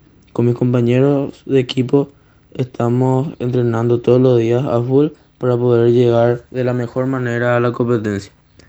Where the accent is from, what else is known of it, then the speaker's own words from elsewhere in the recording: Encarnación, Itapúa, Paraguay; tengo 14 años, soy de Encarnación, Paraguay.